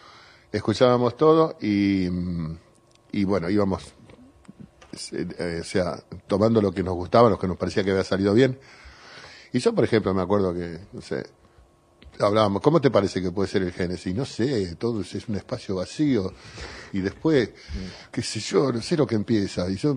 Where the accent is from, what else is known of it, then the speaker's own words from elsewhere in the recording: Río Cuarto, Córdoba, Argentina; born there; A pesar de que yo soy nacido en Río Cuarto, por ejemplo. Bueno, quiero también a Río Cuarto, mi Córdoba natal.